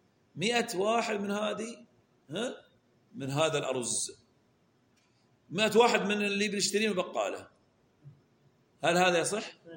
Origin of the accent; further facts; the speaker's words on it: Saudi Arabia; عندنا في السعودية رولة يلفون عليه القماش